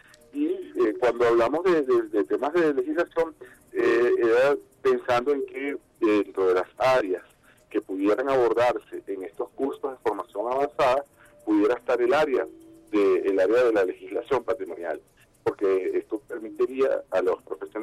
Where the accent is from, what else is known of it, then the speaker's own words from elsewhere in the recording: Venezuela; nos identifica como venezolanas, como venezolanos